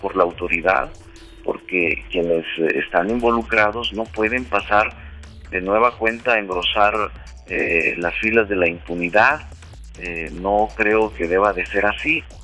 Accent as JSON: {"language": "Spanish", "country": "Mexico", "said": "nosotros como mexicanos, ya no solo como miembros del movimiento progresista, sino como mexicanos"}